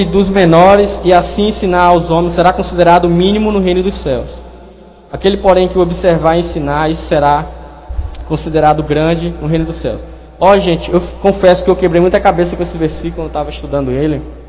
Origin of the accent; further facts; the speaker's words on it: Brazil; Eu sou brasileiro, moro em Rondônia.